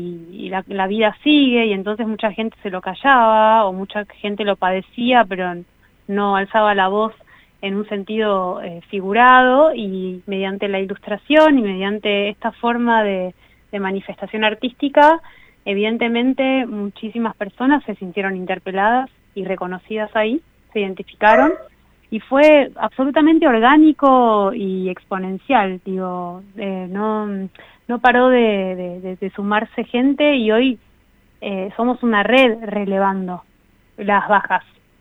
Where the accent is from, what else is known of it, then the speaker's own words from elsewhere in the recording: Buenos Aires, Argentina; Yo nací en Cava y vivo en Cava. Si bien voy y vengo por nuestra provincia y de Argentina, me quedé acá